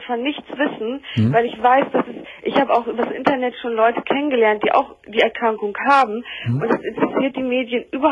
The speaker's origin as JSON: {"language": "German", "region": "Bremen", "country": "Germany", "said": "Ich habe jetzt auch einen Hausarzt in Bremen, wo ich herkomme"}